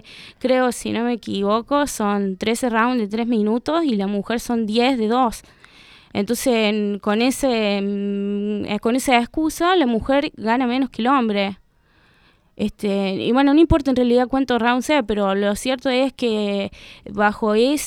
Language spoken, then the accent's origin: Spanish; Córdoba, Argentina; also born or lived in La Rioja; yo me fui acá de La Rioja, hace unos años me volví a Córdoba.